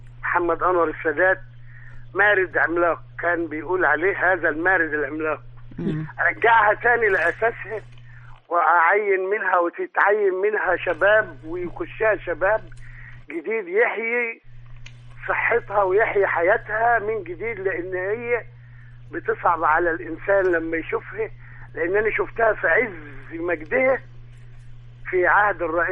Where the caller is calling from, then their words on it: Mansoura, Dakahlia, Egypt; من المنصورة.